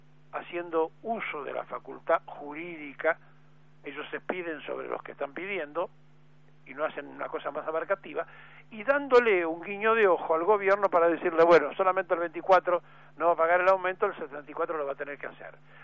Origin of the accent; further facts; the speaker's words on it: Argentina; sino que todos somos argentinos.